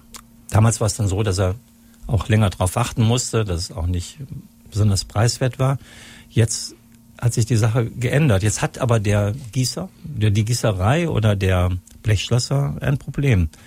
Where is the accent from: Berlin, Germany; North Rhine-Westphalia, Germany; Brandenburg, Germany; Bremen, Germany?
North Rhine-Westphalia, Germany; Solingen; und am besten doch hier in meiner Heimatstadt Solingen.